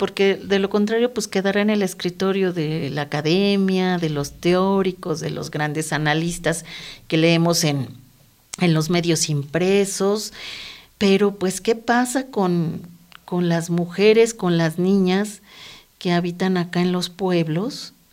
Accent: Mexico City, Mexico; moved away; yo vengo de la Ciudad de México hace 6 años

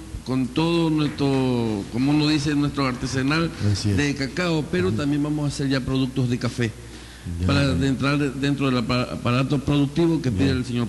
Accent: Chone, Manabí, Ecuador; Siempre digo, soy de Chone.

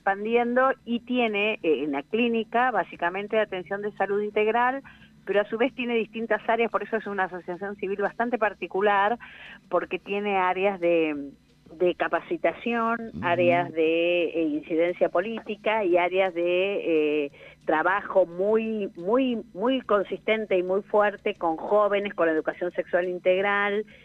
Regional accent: Doblas, La Pampa, Argentina; moved away as an adult; also born or lived in Santa Rosa; Sí, en Santa Rosa, pero digo, fue mi madre ahí para que naciera, pero soy de Doblas.

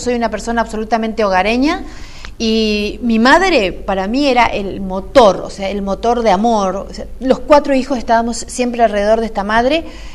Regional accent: Corrientes, Argentina; Soy correntina, vamos para atrás, soy correntina, de pura cepa.

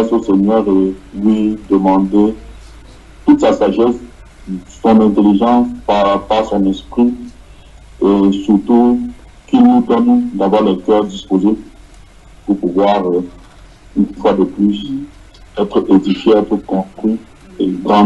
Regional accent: Casablanca, Casablanca-Settat, Morocco; Donc, je disais que … de Casablanca.

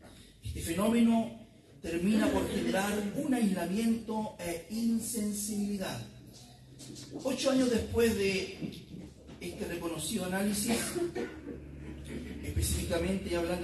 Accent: Chile; Nuestra lupa analítica hoy revisará el comportamiento de nuestra sociedad como chilenos.

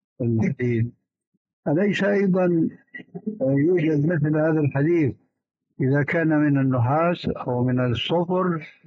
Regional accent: Syria; فأنا قلت السيارة كما يقولون عندنا بالشام تجلى علي الباطل

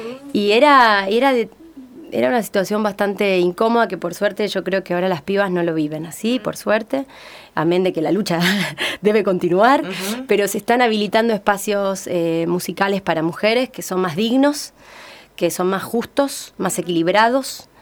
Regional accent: San Lorenzo, Santa Fe, Argentina; Yo soy de San Lorenzo

